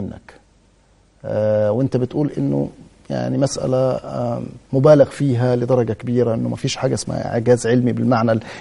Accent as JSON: {"language": "Arabic", "country": "Egypt", "said": "طيب ايضا من ضمن النقاط اللي يعني بتثير الجدل هنا حتى عندنا في مصر"}